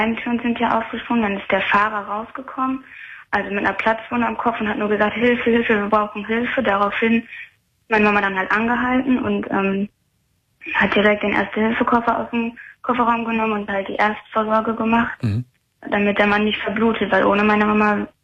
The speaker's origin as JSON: {"language": "German", "town": "Bottrop", "region": "North Rhine-Westphalia", "country": "Germany", "said": "Also ich komme aus Bottrop und da war im Jahre 2004, das war der Oktober, also da war ich 8 Jahre alt"}